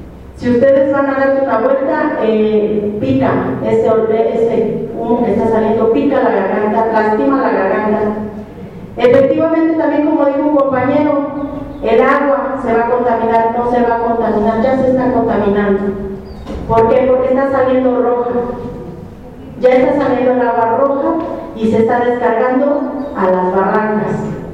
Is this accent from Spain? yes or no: no; Mexico; Ojalá y de veras respondamos como mexicanos.